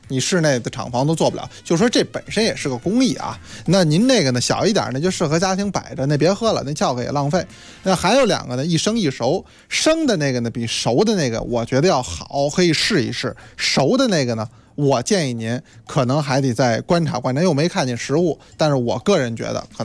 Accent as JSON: {"language": "Chinese", "country": "China", "said": "应该说我们中国人呢是做陶瓷，这是世界一绝。"}